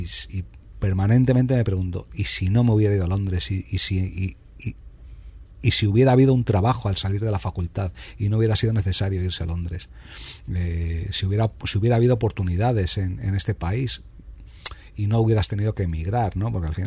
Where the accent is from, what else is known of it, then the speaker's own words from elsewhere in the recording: Spain; also born or lived in London; Hay cosas que no entiendo ya de mi país y luego soy más español que el jamón de pata negra en otras muchas cosas